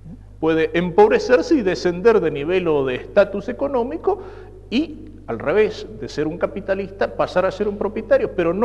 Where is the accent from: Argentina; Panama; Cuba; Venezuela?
Argentina; Pero yo no podría dejar de pensar y de sentir como un argentino. No lo puedo cambiar.